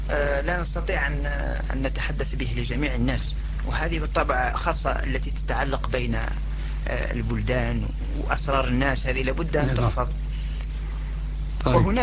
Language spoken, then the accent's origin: Arabic; Algeria; لكن هناك عندنا في الجزائر بعض الإخوة